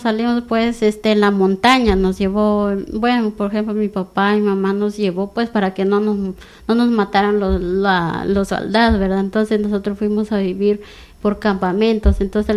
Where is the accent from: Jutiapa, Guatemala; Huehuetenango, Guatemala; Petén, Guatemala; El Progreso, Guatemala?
Huehuetenango, Guatemala; Concepción Huista; also born or lived in Chiapas, Mexico; yo vivía en un pueblo que se llama Concepción Huistahuetenango. Ese es mi pueblo original, ¿verdad?